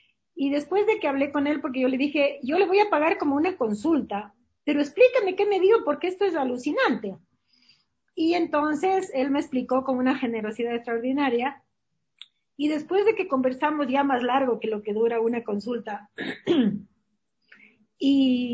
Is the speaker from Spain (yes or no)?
yes; Spain; moved away; yo soy española pero he vivido siempre acá y los latinoamericanos sabemos